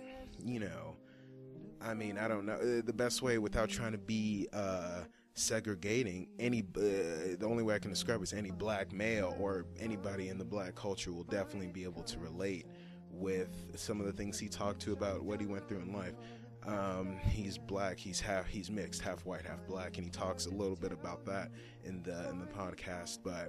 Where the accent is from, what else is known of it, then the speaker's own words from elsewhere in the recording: Dallas, Texas, United States; he used to live in one of the areas that I grew up in, Pleasant Grove. I don't like to call it a ghetto of Dallas.